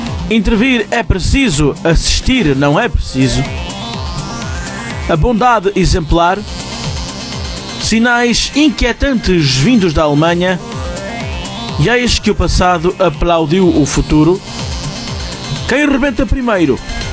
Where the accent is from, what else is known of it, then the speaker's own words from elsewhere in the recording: Portugal; Isto é estúpido, porque eu sou português e só me lembro da palavra em espanhol